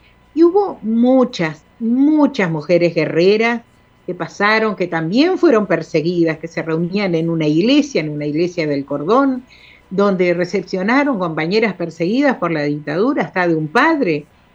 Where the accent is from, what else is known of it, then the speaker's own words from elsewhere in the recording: Bella Unión, Artigas, Uruguay; Acá somos contramarcha y no somos de Artigas, somos de Bella Unión. Aunque tengo gente muy querida en Artigas. Y somos bien uruguaya.